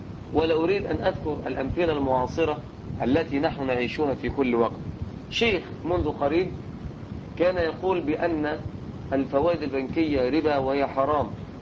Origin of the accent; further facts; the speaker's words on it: Egypt; احنا عندنا في مصر عدة عهود